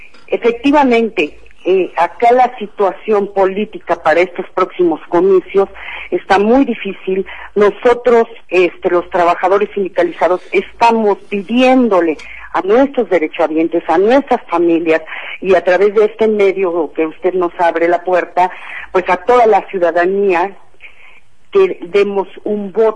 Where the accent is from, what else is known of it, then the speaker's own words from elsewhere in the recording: Mexico; Yo creo que es nuestra obligación como mexicanos no anular nuestro voto.